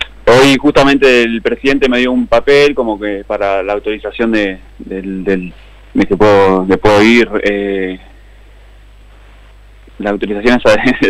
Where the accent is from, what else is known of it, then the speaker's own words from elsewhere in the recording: Laferrere, Buenos Aires Province, Argentina; De La Ferrer, vivo en La Ferrer.